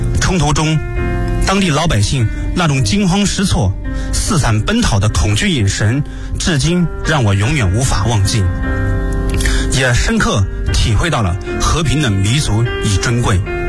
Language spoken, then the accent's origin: Chinese; Lu'an, Anhui, China; 因为我是来自这个革命圣地安徽六安省，安徽六安市，这个是一革命老区